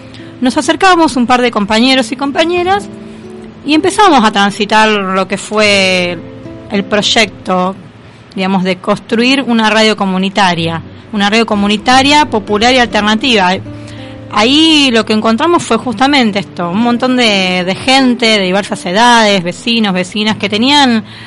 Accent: Berisso, Buenos Aires Province, Argentina; de donde yo soy natal, que es la ciudad de Berisso, de provincia de Buenos Aires.

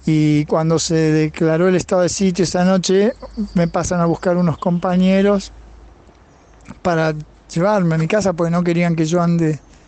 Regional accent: Rosario, Santa Fe, Argentina; soy de Rosario

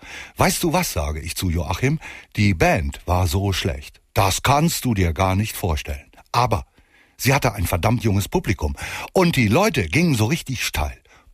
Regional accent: Hamm, North Rhine-Westphalia, Germany; Es passierte im Grunde unmittelbar vor der eigenen Haustür, in Hamm, da wo ich herkomme.

